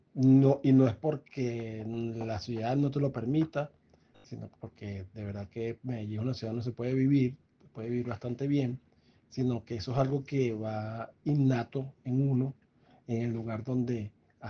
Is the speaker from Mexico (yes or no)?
no; Venezuela; y como venezolano. Evidentemente, toda mi vida la viví en Venezuela, más de 40 años, y tengo un total arraigo a mi país